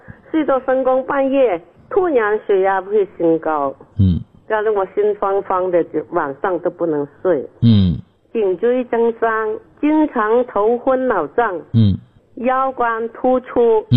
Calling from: Guangzhou, Guangdong, China; 我是广州的学员，新学员呐、啊。我今年是79岁了。

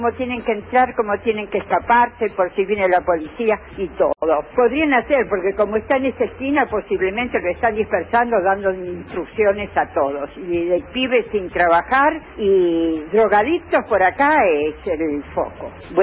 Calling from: Buenos Aires, Argentina; de Flores.

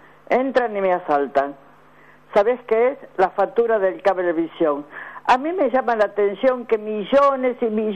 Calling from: Avellaneda, Buenos Aires Province, Argentina; de Avellaneda

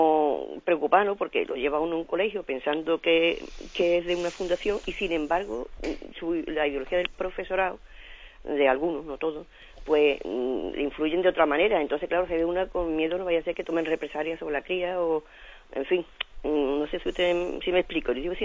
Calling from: Seville, Andalusia, Spain; de Sevilla.

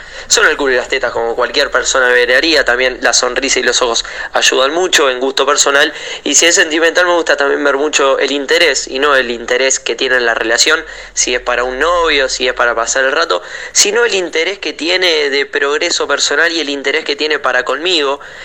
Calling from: Buenos Aires, Argentina; de Parque Patricios. Y bueno, respondiendo un poco a la consigna del día

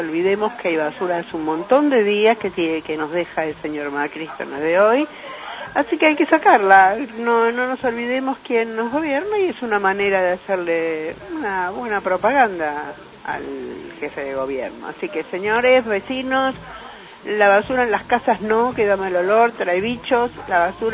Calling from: San Telmo, Buenos Aires, Argentina; de San Telmo.

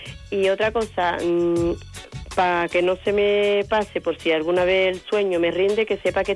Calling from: Seville, Andalusia, Spain; de Sevilla.

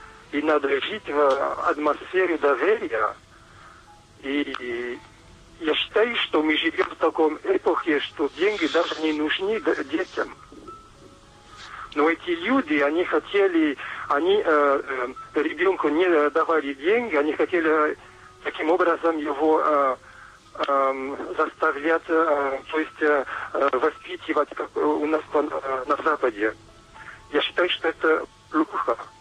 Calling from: Toulouse, Occitania, France; Russian is a second language; Я звоню из Франции, из юга Франции, Тулуза, рядом с Тулуза. Извините, я по-русски плохо говорю.

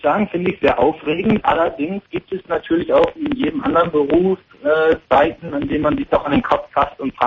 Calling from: Gainesville, Florida, United States; Ich sitze hier in Nordzentral Florida in einem Städtchen mit dem Namen Gainesville.

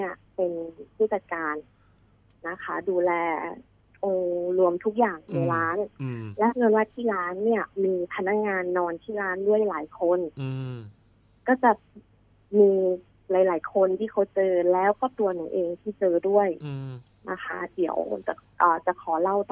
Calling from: Nonthaburi, Thailand; นนทบุรีค่ะ

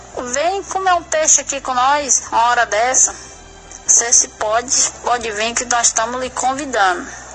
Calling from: Araguatins, Tocantins, Brazil; Aqui quem fala é … Sou da cidade de Araguatins.

